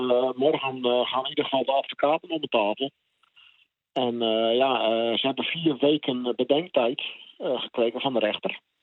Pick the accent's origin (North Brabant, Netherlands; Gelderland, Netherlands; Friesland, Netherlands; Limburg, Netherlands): Friesland, Netherlands; En ik ben een Fries.